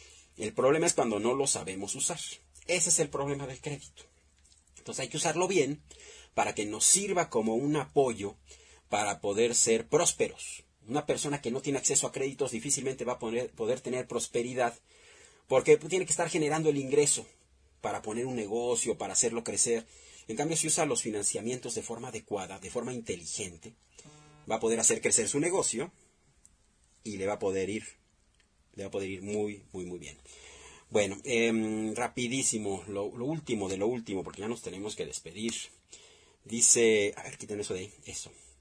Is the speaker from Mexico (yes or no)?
yes; Mexico; Todo lo que nos toca hacer a nosotros, como mexicanos, como gente que quiere salir adelante, como gente responsable, como gente orgullosa de sus raíces